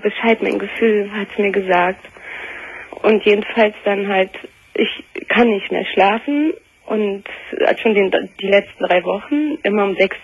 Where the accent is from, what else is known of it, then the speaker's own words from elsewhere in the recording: Germany; born there; Ich bin in Deutschland geboren und meine Vorfahren halt nicht.